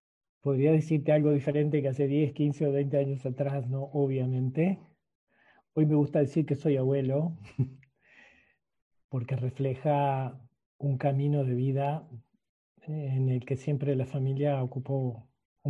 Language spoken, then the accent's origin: Spanish; Montevideo, Uruguay; born there; Estoy en Uruguay, nací en Uruguay, en Montevideo, el 22 de agosto del 53. Estoy en la periferia de Montevideo, en un barrio que se llama Parque Miramar, aunque normalmente vivo en un lugar en las serranías